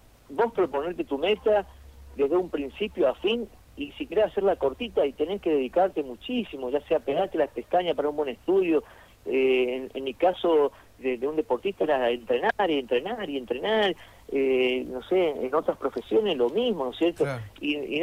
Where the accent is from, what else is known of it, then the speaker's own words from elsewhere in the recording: Argentina; also born or lived in Buenos Aires; Yo nací en Capital Federal, y después me fui a radicar allá, pero, o sea, me siento, o sea, espeñense, porque yo nací solamente en Capital porque mi viejo boxeaba allá